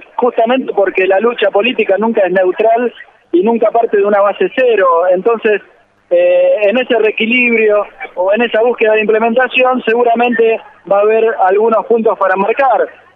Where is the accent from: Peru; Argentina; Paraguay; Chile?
Argentina; por lo que hemos sido valorados en el exterior como argentinos